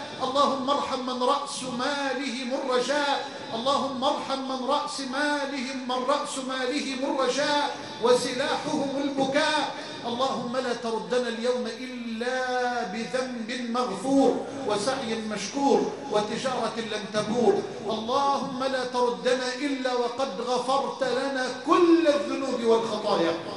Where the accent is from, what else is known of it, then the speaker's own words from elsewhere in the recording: Egypt; اللهم اجعل بلدنا مصر أمنا أمانا سخاء رخاء وجميع بلاد